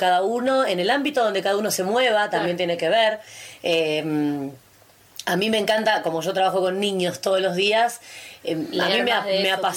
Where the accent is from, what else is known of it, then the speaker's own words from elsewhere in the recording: Buenos Aires, Argentina; born there; moved away as an adult; now in Bariloche, Argentina; Nací en Buenos Aires.